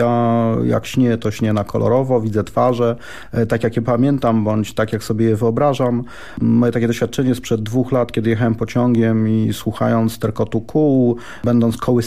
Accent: Lublin, Lublin Voivodeship, Poland; Ja wychowywałem się w Śródmieściu, ulica Żwirki Wigury, tuż pod kinem Grunwald, pod GKO

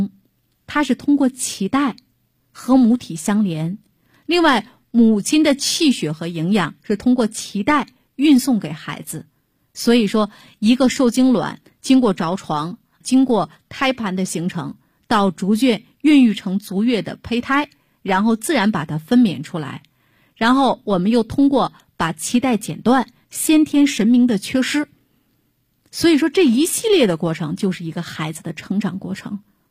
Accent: China

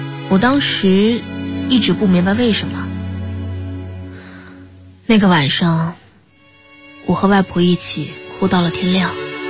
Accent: Wuxi, Jiangsu, China; 啊，在无锡。我小时候住的那个地方叫蜻蜓帮，因为那里夏天有很多很多的蜻蜓

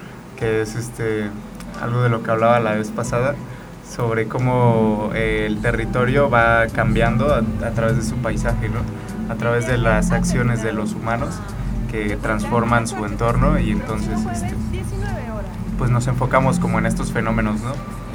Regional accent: Jiutepec, Morelos, Mexico; ya hemos venido trabajando aquí en Jutepec y pues nos interesa mucho, somos de Jutepec.

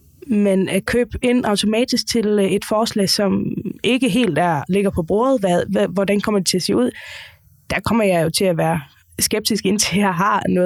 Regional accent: Faroe Islands; nu kommer jeg fra Færøen, der er ledigheden altid lavere

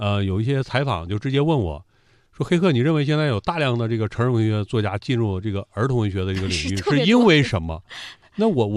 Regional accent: Inner Mongolia, China; also born or lived in Daqing; 所以我出生在城市里，然后呢，但是后来就是整个我的童年是在草原上度过，然后现在我也是生活在草原，呼伦贝尔草原。

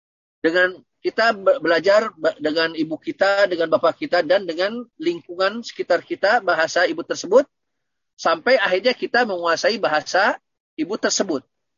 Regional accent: West Java, Indonesia; first language Sundanese; Terutama bahasa daerah saya orang Sunda, makanya bahasa ibu ana adalah apa? Bahasa Sunda.

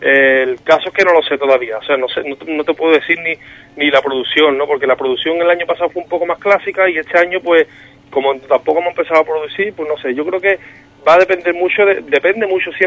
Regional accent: Cádiz, Andalusia, Spain; Sí, me llena mucho como cualquier gaditano, ¿no?

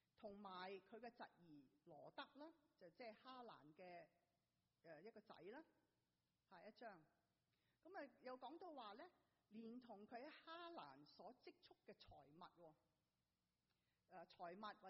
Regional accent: Hong Kong; moved away as an adult; now in United States; 我由香港来到美国读大学

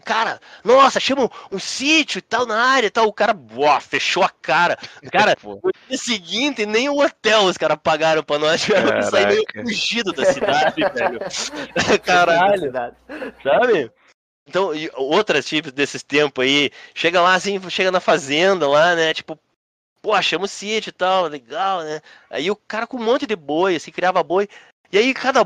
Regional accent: Curitiba, Paraná, Brazil; eu sou curitibano de quarta geração, pia. Tipo, desde nossa, minha família tá aqui desde 1600, né? Então, assim, não tem ninguém mais curitibano que eu, entendeu?

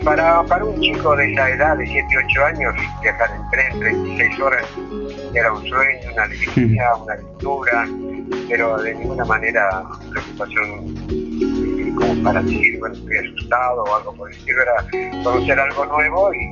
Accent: Bolivia; now in Argentina; cómo llegué desde Bolivia a Argentina tiene que ver con una cierta preocupación de...

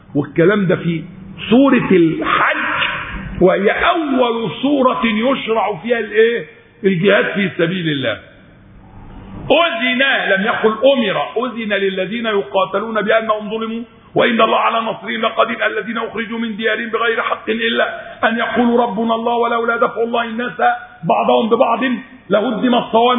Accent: Egypt; كما يقال عندنا في مصر لا يودي ولا يجيب

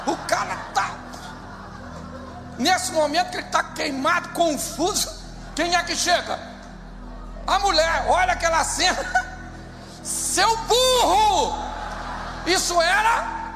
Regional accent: Rio de Janeiro, Brazil; Eu sou carioca, mas sou convertido.

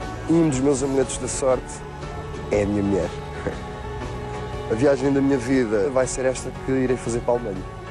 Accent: Marinha Grande, Leiria, Portugal; born there; Eu sou no Norte, tenho 33 anos e nasci na Marinha Grande.

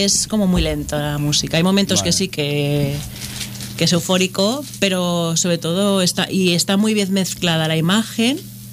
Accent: Tarragona, Catalonia, Spain; born there; parte de esa filmografía se ha hecho en Tarragona, que es mi ciudad natal

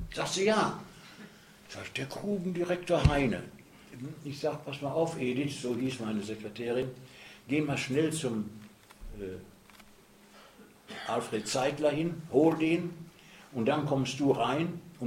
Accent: North Rhine-Westphalia, Germany; Und dann kann ich in meine Heimat ins Ruhrgebiet gehen.

